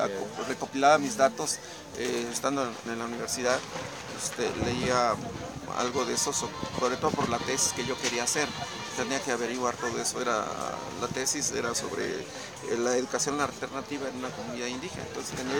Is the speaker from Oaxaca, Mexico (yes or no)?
yes; Oaxaca, Mexico; Entonces, se nos dice que somos costeños, pero ya somos habitantes de la Sierra Sur. Y es un cinturón de pueblos de origen mexicano.